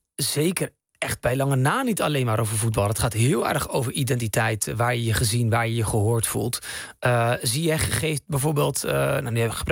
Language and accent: Dutch; Netherlands; born there; ik ben bijvoorbeeld geboren in Nederland. Maar ik heb wel heel lang een worsteling gehad met mijn identiteit.